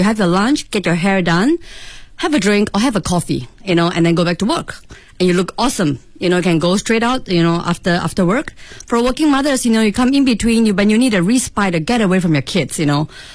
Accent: Singapore; now in Beijing, China; from Singapore.

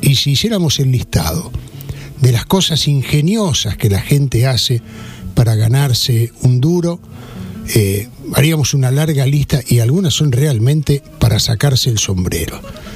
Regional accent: Pinamar, Buenos Aires Province, Argentina; una experiencia así yo he vivido allí en mi pueblo, en Pinamar

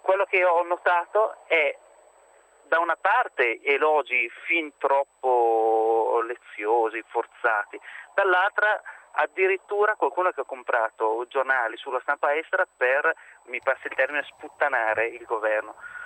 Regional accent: Switzerland; vedo il raffronto con il mio paese, con la Svizzera.

